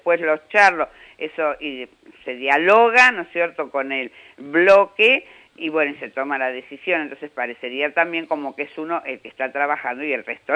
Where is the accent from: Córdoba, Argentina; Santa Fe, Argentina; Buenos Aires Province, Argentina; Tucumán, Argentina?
Buenos Aires Province, Argentina; Moreno; born there; Soy nacida en Moreno